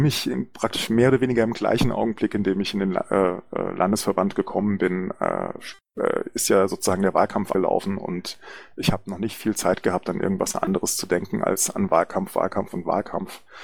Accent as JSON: {"language": "German", "region": "Hesse", "country": "Germany", "said": "ich möchte natürlich auch sehr gerne mein Heimatland Hessen besuchen"}